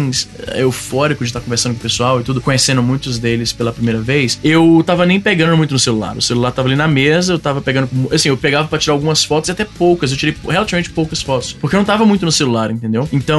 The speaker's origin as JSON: {"language": "Portuguese", "town": "Fortaleza", "region": "Ceará", "country": "Brazil", "lives_now": "Canada", "said": "Eu sou de Fortaleza, pô. Eu já vi criança dormindo no chão."}